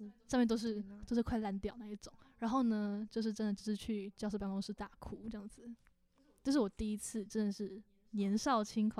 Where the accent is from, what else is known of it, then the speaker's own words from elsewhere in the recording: Kaohsiung, Taiwan; 我是高雄人，高雄人要翻山越岭去台北。